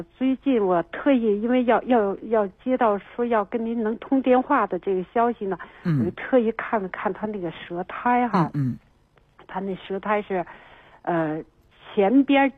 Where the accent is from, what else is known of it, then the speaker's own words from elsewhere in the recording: Beijing, China; 他是，我们是北京人。